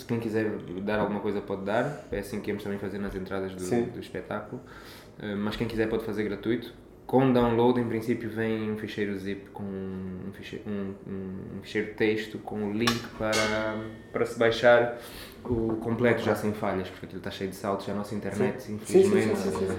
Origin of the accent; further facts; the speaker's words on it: Angola; now in Portugal; Sou angolano, nasci lá, cresci lá, vivi lá, é lá que tenho o meu coração e o meu umbigo. Sou português por inerência de por ter o direito de ter essa nacionalidade, os meus pais têm e também herdaram